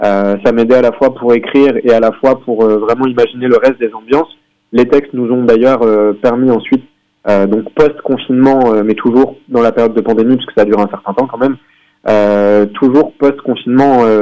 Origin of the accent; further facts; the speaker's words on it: Tours, Centre-Val de Loire, France; on est de Tours à proprement parler, on est vraiment en plein milieu pour le coup.